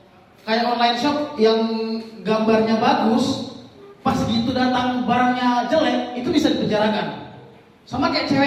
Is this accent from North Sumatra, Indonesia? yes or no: yes; Medan, North Sumatra, Indonesia; Dan teman-teman, aku dari Medan